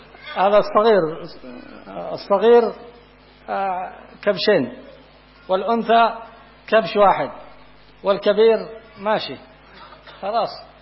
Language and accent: Arabic; Yemen; قات عندنا في اليمن قات ما يجوز هذا